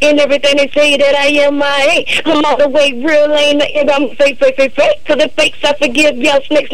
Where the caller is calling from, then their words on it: Florida, United States; I'm from Florida.